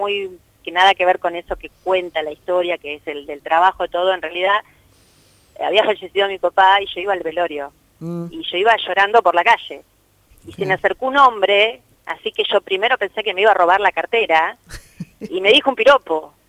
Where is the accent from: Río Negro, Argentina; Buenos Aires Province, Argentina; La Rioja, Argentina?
Buenos Aires Province, Argentina; Adrogué; Sí, en realidad yo soy de Adrogué. Nacida y criada en Adrogué.